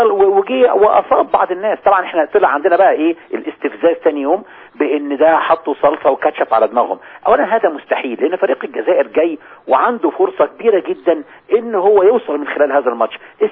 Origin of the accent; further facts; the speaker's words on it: Egypt; فلما الفرقة الانشاد الديني علمت ان انا مصري